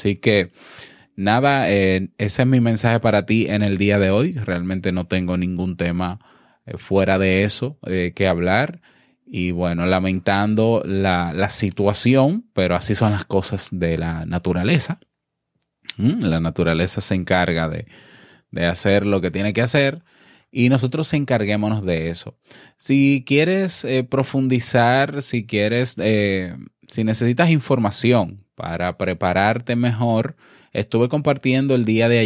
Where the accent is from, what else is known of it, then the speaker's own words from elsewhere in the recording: Dominican Republic; un abrazo a todo mi pueblo dominicano